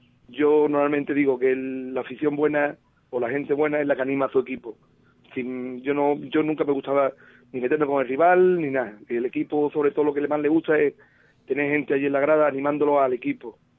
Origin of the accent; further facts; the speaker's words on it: Ubrique, Andalusia, Spain; yo pienso que mi pueblo, que es Ubrique, va a tener, como siempre en estos momentos